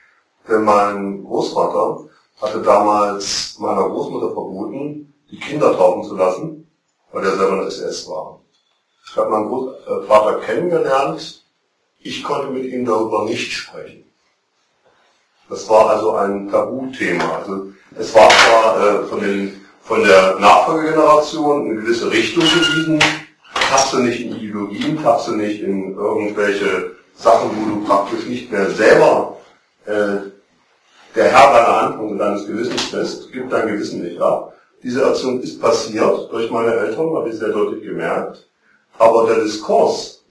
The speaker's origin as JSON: {"language": "German", "region": "East Germany", "country": "Germany", "tie": "born or raised there", "said": "ich bin im Osten aufgewachsen"}